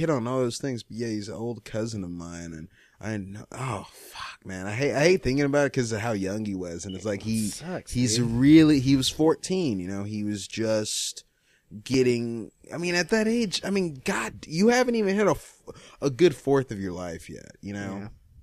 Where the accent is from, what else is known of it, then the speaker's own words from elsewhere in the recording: Nigeria; But yeah, me being Nigerian, I've dealt with a lot of fuck.